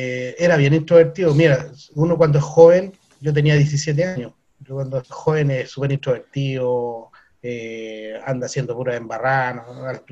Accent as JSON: {"language": "Spanish", "town": "Viña del Mar", "region": "Valparaíso", "country": "Chile", "tie": "born or raised there", "said": "Mi ciudad natal era Viña del Mar."}